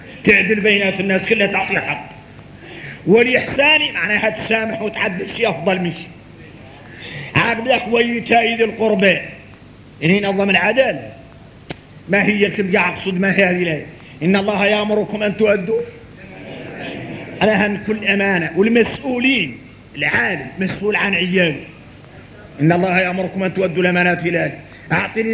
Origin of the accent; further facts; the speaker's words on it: Mauritania; احنا موريتاني لا صقت فينا اطيعوا الله واطيعوا الرسول واولي الامر منكم.